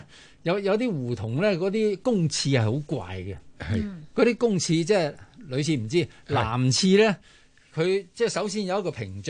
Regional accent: Hong Kong

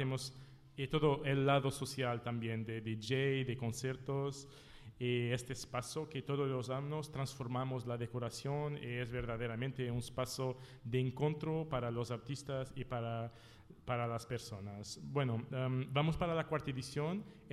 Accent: Minde, Santarém District, Portugal; Spanish is a second language; llegamos al centro en mi pueblo. En la realidad, los centros del festival es una pequeña, no es ciudad, ¿cómo se llama? Es un pueblo, sí, que tiene 4.000 habitantes. Es esta ciudad, Minde

